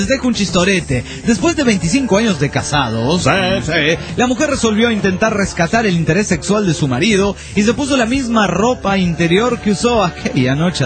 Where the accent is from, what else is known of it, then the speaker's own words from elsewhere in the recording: Venezuela; Yo pienso, como muchos venezolanos